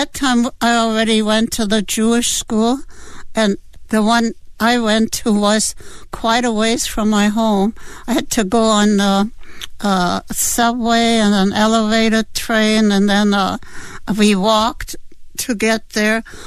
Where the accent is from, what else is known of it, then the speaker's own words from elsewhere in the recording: Berlin, Germany; I grew up in Berlin, Germany